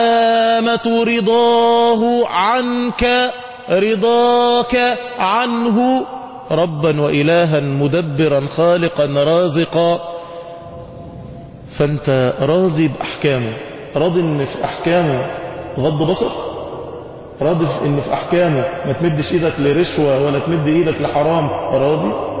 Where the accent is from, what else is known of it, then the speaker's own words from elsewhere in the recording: Egypt; احنا كشعوب واحنا كمصريين لما بتتصدم ما بتعرفش تعمل رد فعل